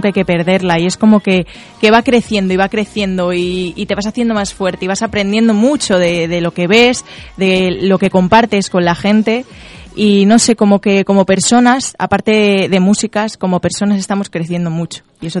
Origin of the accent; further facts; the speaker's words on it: Mejorada del Campo, Community of Madrid, Spain; la ilusión de mi vida era cantar en mi tierra, en Mejorada del Campo